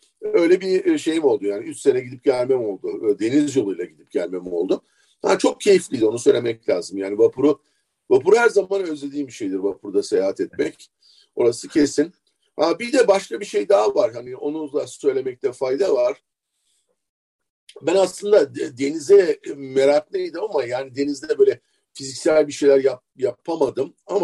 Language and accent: Turkish; Istanbul, Turkey; benim çocukluğum Feriköy'de geçti. Önemli bir kısmı. Bir kısmı da Şişli'de, Bomonti'de geçti. Tek çocuktum.